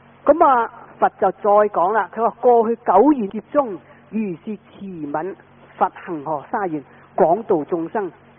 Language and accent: Chinese; Guangdong, China; 因为我们广东话呢就讲方话和妄语，就叫做讲大话